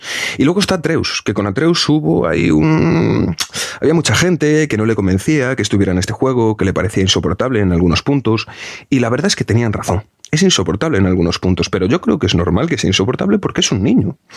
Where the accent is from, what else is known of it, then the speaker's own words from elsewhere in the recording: Galicia, Spain; es de Coruña, es de Galicia, es de mi tierra